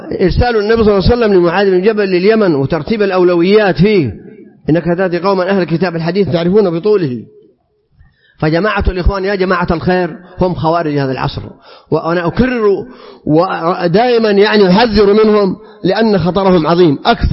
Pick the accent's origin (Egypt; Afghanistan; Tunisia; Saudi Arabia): Saudi Arabia; احنا أمة سعودية مسلمة